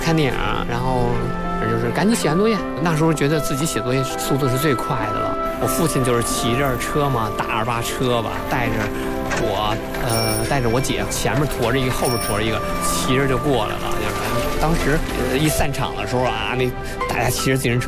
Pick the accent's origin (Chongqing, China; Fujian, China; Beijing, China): Beijing, China; Tongzhou; 我从小就生活在这片胡同嘛